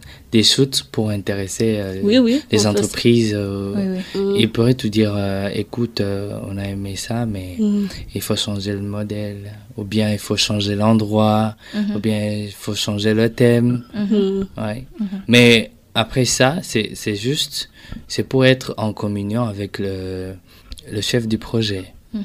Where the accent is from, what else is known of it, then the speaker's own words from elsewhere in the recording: Burundi; Mais je dis une chose, en tant que Burundais et fier de l'être